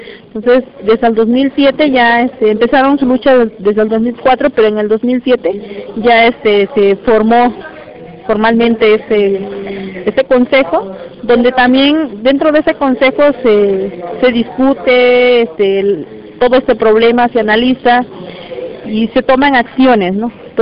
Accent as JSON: {"language": "Spanish", "town": "San Pedro Tututepec", "region": "Oaxaca", "country": "Mexico", "said": "Vengo de la costa de Oaxaca. Pertenezco a la Costa Grande, que es el municipio de San Pedro Tututepec."}